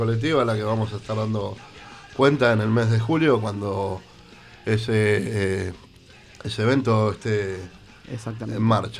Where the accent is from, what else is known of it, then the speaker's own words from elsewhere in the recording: Avellaneda, Buenos Aires Province, Argentina; Soy de Avellaneda, soy de Avellaneda